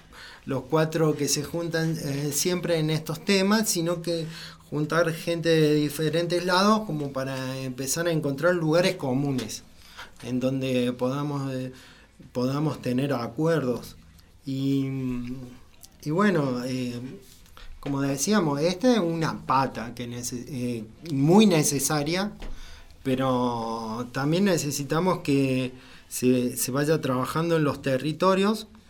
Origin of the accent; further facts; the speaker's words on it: Villa Cura Brochero, Córdoba, Argentina; yo me siento brocheriano 100% y amo mi pueblo